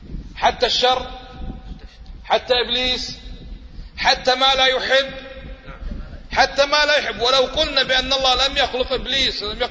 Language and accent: Arabic; Kuwait; أليس هذا حقيقة ولا بس عندنا في الكويت؟